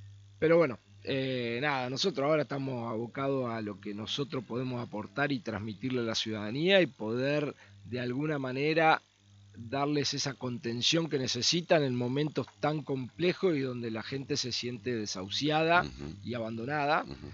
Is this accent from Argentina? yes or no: yes; Argentina; lo que hicimos como argentinos hasta acá no ha funcionado